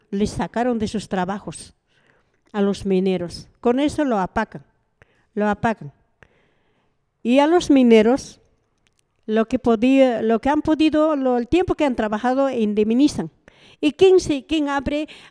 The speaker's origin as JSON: {"language": "Spanish", "country": "Bolivia", "said": "Estados Unidos está protegiendo a los que lo robaron a mi país, a los que nos mataron en mi país"}